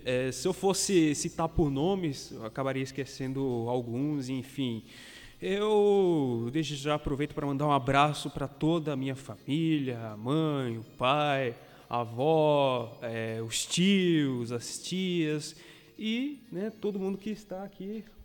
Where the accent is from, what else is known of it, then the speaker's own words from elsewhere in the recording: João Pessoa, Paraíba, Brazil; João Pessoa.